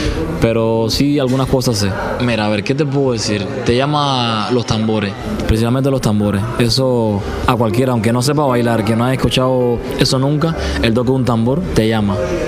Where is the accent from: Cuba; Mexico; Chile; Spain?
Cuba; now in Argentina; se lo digo yo que vengo de Cuba.